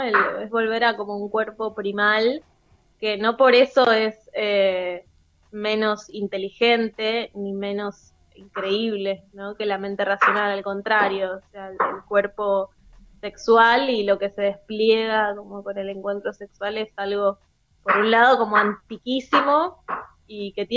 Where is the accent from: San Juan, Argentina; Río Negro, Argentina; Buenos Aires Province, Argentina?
San Juan, Argentina; Yo soy sanjuanina y allá hay como, está la siesta, ¿viste?